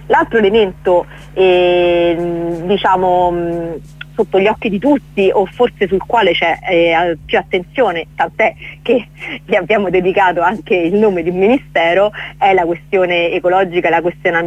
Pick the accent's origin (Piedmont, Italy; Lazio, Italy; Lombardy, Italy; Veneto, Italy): Lazio, Italy; Rome; parlo da romana e nella città di Roma